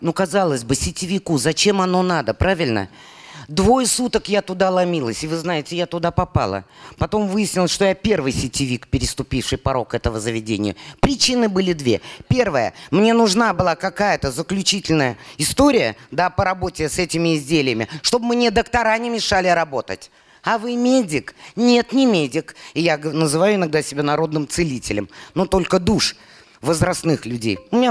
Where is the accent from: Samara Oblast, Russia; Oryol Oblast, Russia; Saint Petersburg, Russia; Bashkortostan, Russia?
Bashkortostan, Russia; born there; Я родилась в Башкортостане. 72 национальности, башкир 12%.